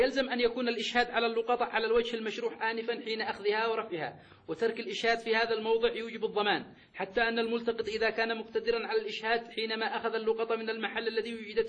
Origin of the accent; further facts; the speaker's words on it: Yemen; هذا موجود في الخدمة المدنية عندنا في اليمن